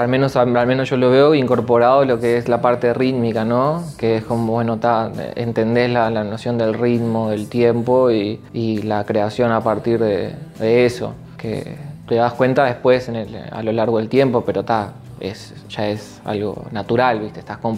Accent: Maldonado, Uruguay; moved away as an adult; de mis 17, 18 aproximadamente, ahí se instaló ya mi familia. Ahora toda mi familia vive ahí, en Maldonado. Y yo me fui al 20, creo, que o 19, 20, por ahí creo que me fui de Maldonado, me fui a vivir a Buenos Aires. Me fui 2 años a Buenos Aires a vivir.

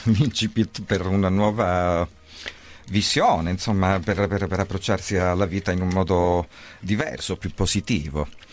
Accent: Crotone, Calabria, Italy; io sono partito da Crotone, poi ho fatto una lunghissima gavetta, ho suonato ovunque

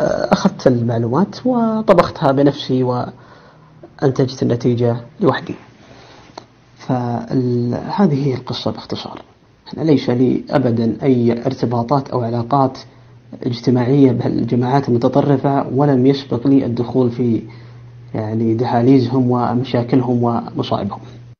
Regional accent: Riyadh, Riyadh Province, Saudi Arabia; أنا من مواليد عام 1405 الموافق 1985 ميلادي، نشأت في الرياض مثل نشأت أي شاب

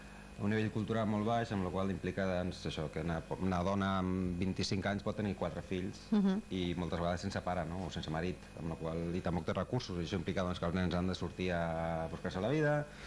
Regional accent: Badalona, Catalonia, Spain; Jo sóc de Badalona

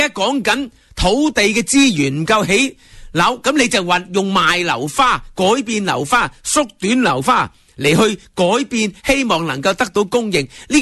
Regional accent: Hong Kong; 我哋香港人天桥边都系咁住啦

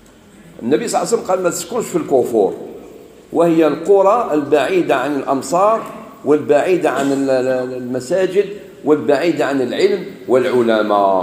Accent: Algeria; بعض الناس يقولوا الجزائر، يعني بلادنا الجزائر فيها بزاف مساجد.

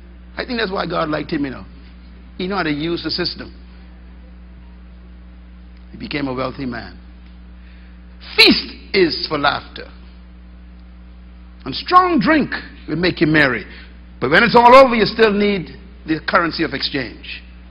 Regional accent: Bain Town, New Providence, Bahamas; born there; I was born in Bainetown, sleeping on the floor, opening the window with a piece of stick, putting tarping on top of the roof so the water don't come in the night

